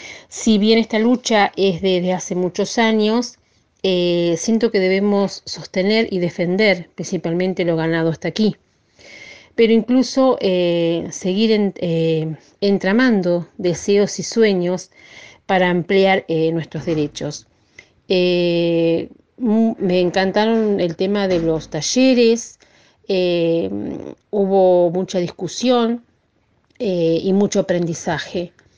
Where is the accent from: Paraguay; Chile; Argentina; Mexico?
Argentina; Uriburu, La Pampa; soy de Uriburu y bueno, participé en este encuentro de mujeres.